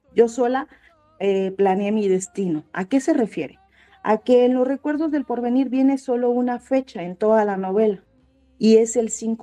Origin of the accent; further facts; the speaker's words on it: Iguala, Guerrero, Mexico; Soy de Iguala y quedé encantada, dije, es mi pueblo, ¿no?